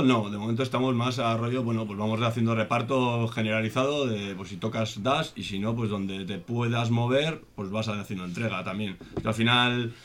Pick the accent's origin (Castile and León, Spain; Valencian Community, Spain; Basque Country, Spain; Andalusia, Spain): Basque Country, Spain; Vitoria-Gasteiz; Nosotros somos de Adurza, somos de barrio, sí, sí.